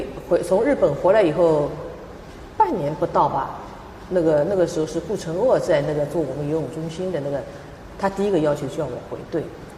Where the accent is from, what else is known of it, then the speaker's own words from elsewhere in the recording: Shanghai, China; also born or lived in Japan; 因为上海有我土生土长的地方，而且有朋友有家人